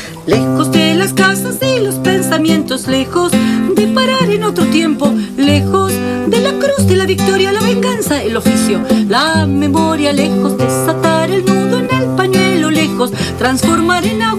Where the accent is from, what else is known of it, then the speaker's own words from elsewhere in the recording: Buenos Aires, Argentina; Ya venía de provincia, yo soy de provincia de Buenos Aires